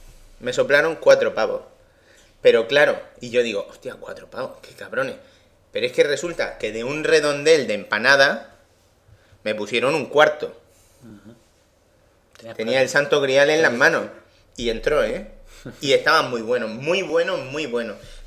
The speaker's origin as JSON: {"language": "Spanish", "town": "A Coruña", "region": "Galicia", "country": "Spain", "said": "Pero sin embargo, un sitio localizable, si soy de Coruña..."}